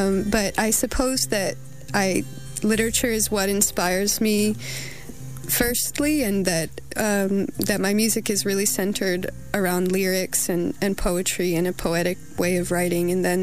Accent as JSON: {"language": "English", "region": "Connecticut", "country": "United States", "moved": "as an adult", "lives_now": "Paris, France", "said": "I'm from the Northeast, from a small state called Connecticut, just near New York, in between New York and Boston."}